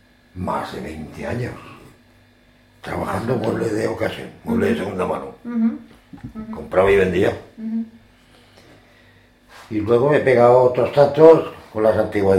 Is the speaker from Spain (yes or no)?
yes; Málaga, Andalusia, Spain; now in Aragon, Spain; Yo soy de muy lejos, de 1000 kilómetros de aquí. Soy andaluz. Soy malagueño.